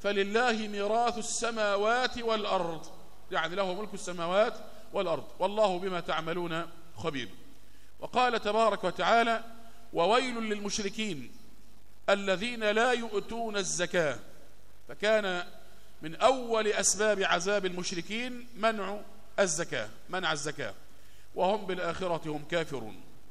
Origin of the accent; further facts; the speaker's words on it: Egypt; خد بالك إن الناس كانوا إلى دخول الاستعمار البريطاني عندنا في مصر كانوا يتعاملون بالذهب والفضة